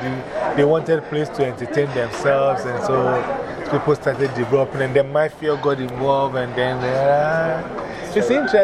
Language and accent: English; Ghana; English is a second language; I was coming from Ghana. So I knew chicken.